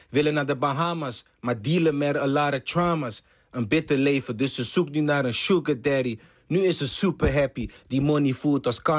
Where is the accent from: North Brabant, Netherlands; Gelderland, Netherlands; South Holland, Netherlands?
South Holland, Netherlands; Rotterdam; born there; ik ben geboren in Rotterdam.